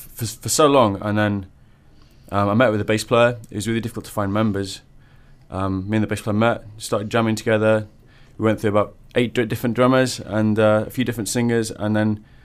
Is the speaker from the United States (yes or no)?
no; Manchester, North West England, United Kingdom; No, I grew up in Manchester.